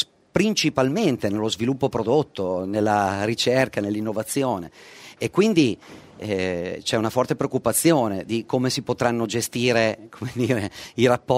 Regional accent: Emilia-Romagna, Italy; non posso da emiliano dire

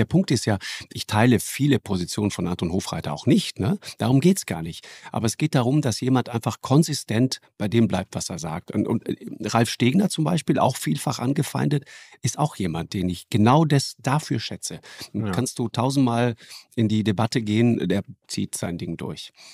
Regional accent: Trentino-Alto Adige, Italy; accent: South Tyrolean dialect; now in Hamburg, Germany; Ja, alles Südtiroler.

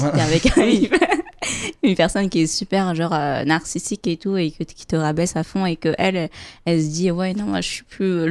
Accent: Vietnam; là, je parle en tant que vietnamienne, je sais qu'au Vietnam, les tatouages sont très mal vus

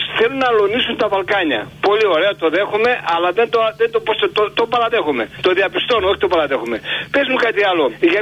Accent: Macedonia, Greece; σαν Μακεδόνας. Σαν ένας άλλος που γεννήθηκε στα χωριά της Πίνδου

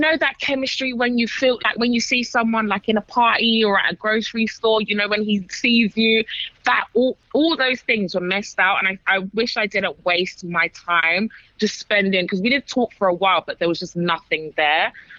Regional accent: London, United Kingdom; You know, like I'm from London.

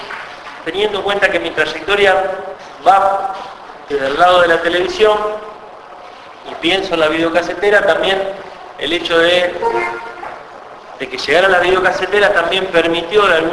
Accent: Colón, Buenos Aires Province, Argentina; Yo soy oriundo de Colón, provincia de Buenos Aires.

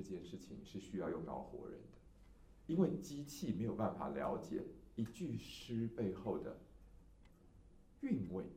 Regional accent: Taiwan; 就像是我们台湾人也曾经有过所谓的考试拿中医执照的年代

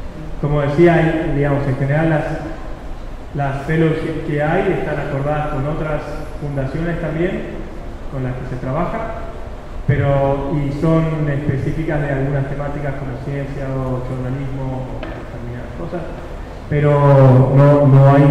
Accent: Buenos Aires, Argentina; voy a Buenos Aires, yo soy de Buenos Aires.

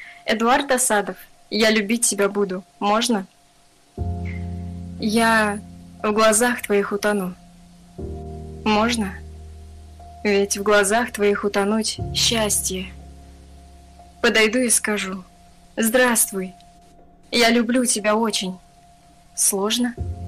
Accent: Ufa, Bashkortostan, Russia; Я с Уфы, да, я здесь родилась.

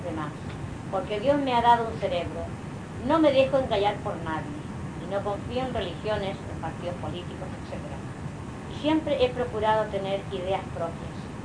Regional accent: Palma, Balearic Islands, Spain; also born or lived in Inca; Soy mallorquín, nacido en Inca. Pero siempre he residido en Palma.

